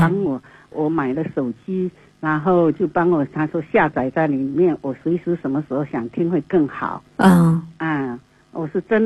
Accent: Quanzhou, Fujian, China; 老家是也是我们福建的，我们在泉州那一带的。闽南靠闽南的。

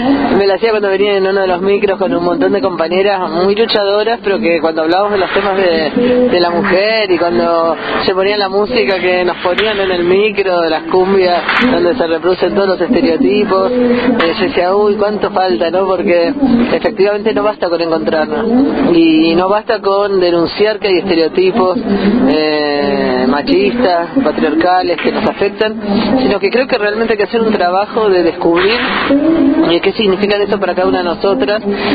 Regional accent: Buenos Aires, Argentina; yo soy de Buenos Aires, pero hemos trabajado y compartimos con compañeras de distintas provincias del país

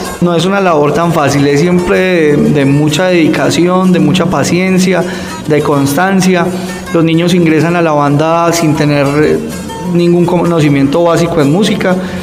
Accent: Colombia; como buen colombiano recursivo

